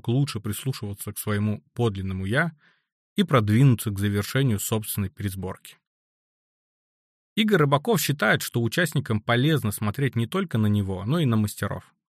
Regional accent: Rezh, Sverdlovsk Oblast, Russia; в городе Реж, Свердловской области, откуда я родом.

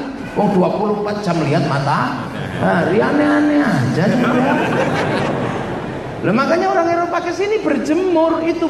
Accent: Indonesia; Ya kita ini bangsa Indonesia. Makanya kecil-kecil pesek-pesek ini karena kita Indo. Indonesia.

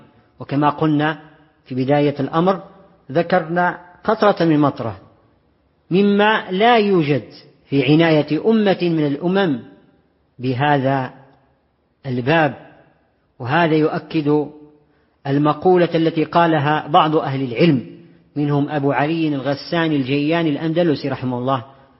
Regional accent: Morocco; وفيما يخص المغرب معاش الإخوة بلدنا المغرب

